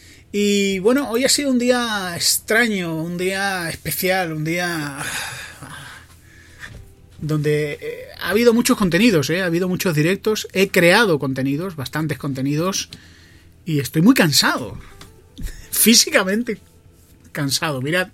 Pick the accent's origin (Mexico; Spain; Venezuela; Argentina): Spain; Andalusia; now in Madrid, Spain; yo soy de Madrid. Bueno, yo soy andaluz, pero vivo en Madrid y ya me considero de Madrid.